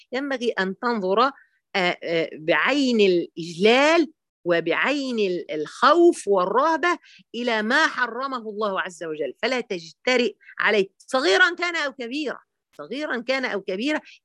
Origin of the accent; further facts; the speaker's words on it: Egypt; وبعدين أنا بقى مصرية أصيلة، فجوزها اتجوز عليه، كنا في السعودية